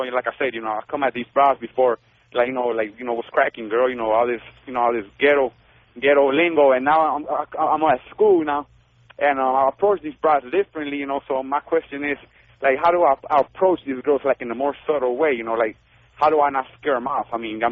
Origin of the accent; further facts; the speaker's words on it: Los Angeles, California, United States; I grew up in South Central LA.